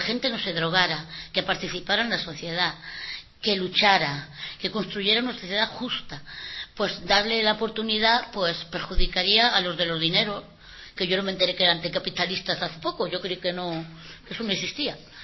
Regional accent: Madrid, Community of Madrid, Spain; Nosotros no somos de Cantabria, somos de Vallecas.

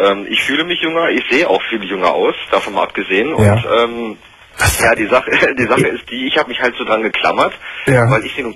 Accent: Hannover, Lower Saxony, Germany; Also ich komme hier aus dem Raum Hannover

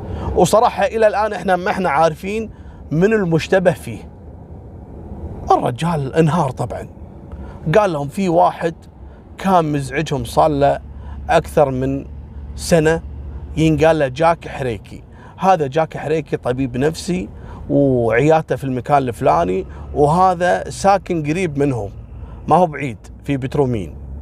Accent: Kuwait; وسالفة اللي عندنا في الكويت اللي البنت رفضته وقام ذبحها بيوم زواجها.

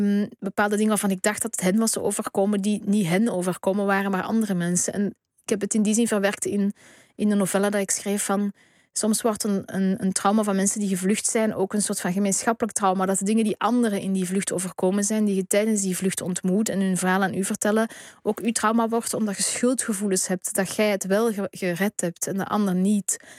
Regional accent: Flanders, Belgium; En natuurlijk was bij ons in Vlaanderen het Vlaams blok toen.

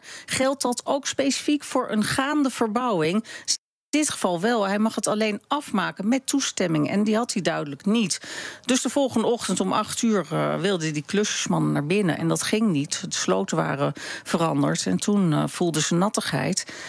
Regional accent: Amsterdam, North Holland, Netherlands; ik ben in Amsterdam opgegroeid

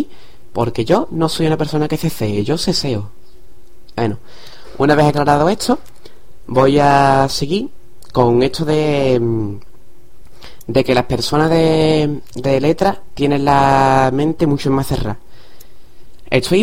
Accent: Cádiz, Andalusia, Spain; esto de que soy de Cádiz

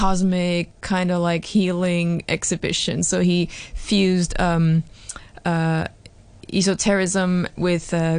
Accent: Hong Kong; I am Thai and Swiss, but I grew up in Hong Kong, and I call Hong Kong home.

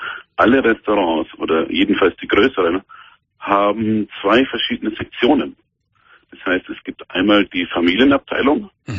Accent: Nuremberg, Bavaria, Germany; now in Saudi Arabia; Ja, ich komme aus Nürnberg.

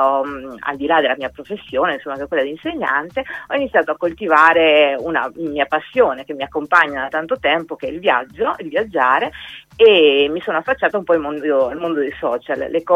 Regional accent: Marche, Italy; io mi sono soffermata proprio sulla mia terra, cioè sul Fermano, proprio quel triangolino

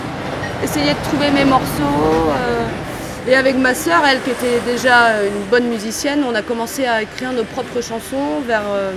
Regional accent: Brittany, France; born there; Je suis née dans une région qui s'appelle la Bretagne.

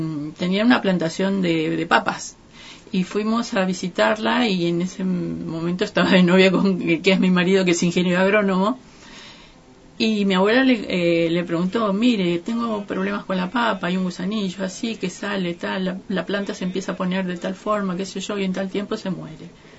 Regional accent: Santa María, Catamarca, Argentina; born there; Nací en Santa María, que es una ciudad que queda en la parte norte de Catamarca, casi en el límite con Salta y Tucumán, cercano a Cafayate

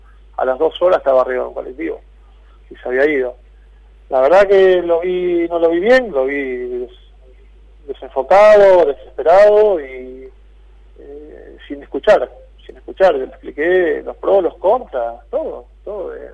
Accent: Italy; Spanish is a second language; moved away; Y sí, en 2006 vine de Italia.

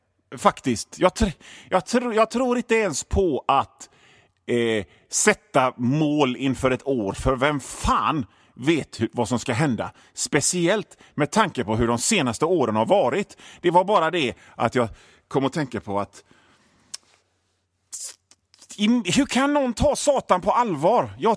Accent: Hönö, Västra Götaland County, Sweden; alla ni gamla öbor som på Hönöcklö, där jag kommer ifrån

